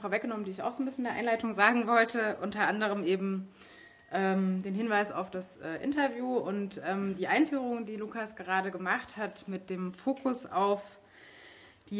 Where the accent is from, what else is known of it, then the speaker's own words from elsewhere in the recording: Leipzig, Saxony, Germany; Ich komme aus Leipzig, wie du schon gesagt hast.